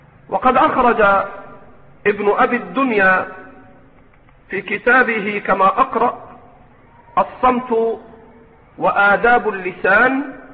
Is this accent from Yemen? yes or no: no; Egypt; عندنا في مصر ألفاظ، يعني مثلا تقول أنت ربنا بركتنا وانت